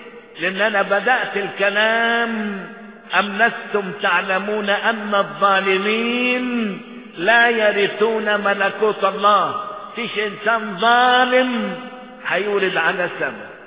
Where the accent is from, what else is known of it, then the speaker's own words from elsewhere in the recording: Egypt; بالنسبة لأحداث بلدنا مصر